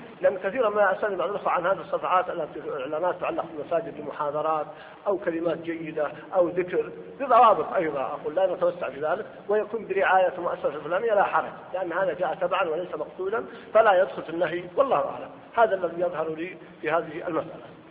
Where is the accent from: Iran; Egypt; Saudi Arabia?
Saudi Arabia; Mecca, Makkah Province; واحد فقط عندنا في مكة أربعة كلهم يدعون المهدي